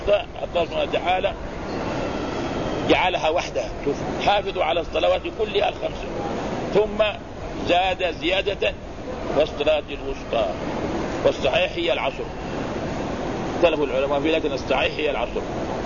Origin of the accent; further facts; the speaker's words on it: Mecca, Makkah Province, Saudi Arabia; هنا عندنا في مكة